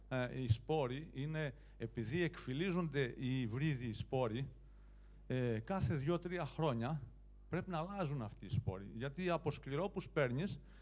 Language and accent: Greek; Kilkis, Central Macedonia, Greece; Κι εγώ είμαι αγρότης από το Κιλκής